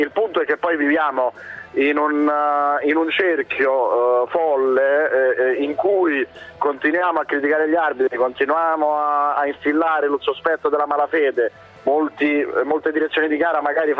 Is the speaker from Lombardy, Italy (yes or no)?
no; Naples, Campania, Italy; A me dispiace da napoletano